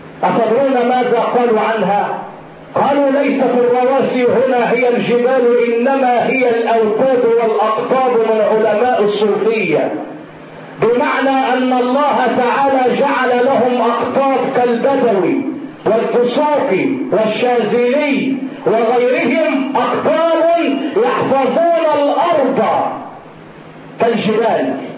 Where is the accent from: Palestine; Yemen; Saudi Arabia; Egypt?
Egypt; البحر الحلو مع المالح وهو موجود عندنا في مصر